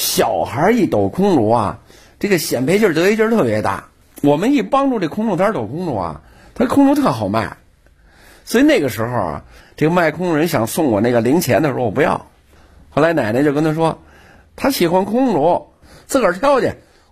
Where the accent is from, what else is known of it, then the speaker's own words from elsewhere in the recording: Beijing, China; born there; 我本人是老天桥出生的人，我爷爷呀、啊、是老天桥非常有名的堂里，哎，老天桥三角市场这点，这个天桥茶堂里就是